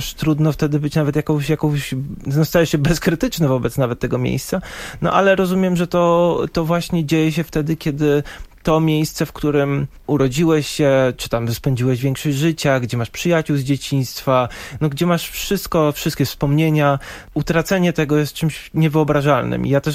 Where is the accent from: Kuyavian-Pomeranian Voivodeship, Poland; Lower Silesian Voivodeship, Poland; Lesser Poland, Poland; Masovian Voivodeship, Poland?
Masovian Voivodeship, Poland; Warsaw; Mimo, że urodziłem się w Warszawie, spędziłem tu większość życia, to nie czuję się też jakoś bardzo przywiązany.